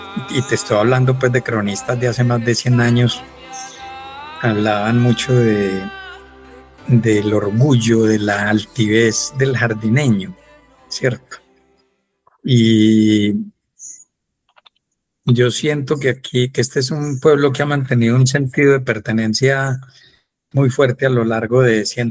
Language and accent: Spanish; Antioquia, Colombia; accent: paisa; la gente siempre me decía, ¿no? Pues que usted habla como un paisa.